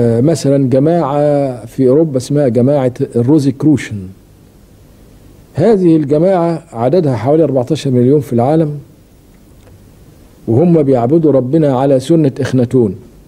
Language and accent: Arabic; Egypt; يعني كمصريين إحنا أولى من غيرنا إن إحنا نحاول نفهم إيه حكاية الهرم